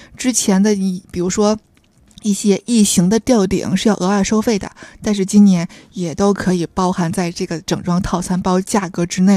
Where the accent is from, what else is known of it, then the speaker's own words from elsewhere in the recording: Tianjin, China; now in Beijing, China; 我因为我天津人嘛，我们天津也有全包园嘛，我天津的叔叔家我奶奶家都是在全包园装的